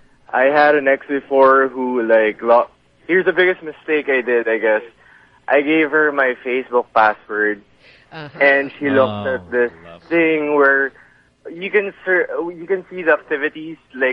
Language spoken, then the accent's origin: English; Parañaque, Metro Manila, Philippines; Lived in Parañaque.